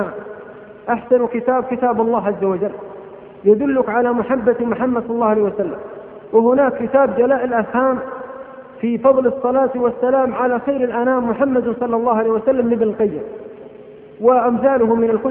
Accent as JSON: {"language": "Arabic", "town": "Abha", "region": "Asir", "country": "Saudi Arabia", "said": "مثل ما سأل أحد العلماء عندنا في أبها"}